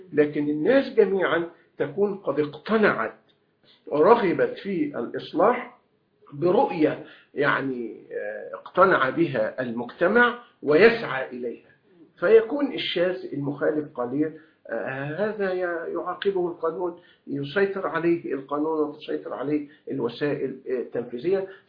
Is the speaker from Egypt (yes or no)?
yes; Egypt; ونحن عندنا في مصر نماذج لهذا.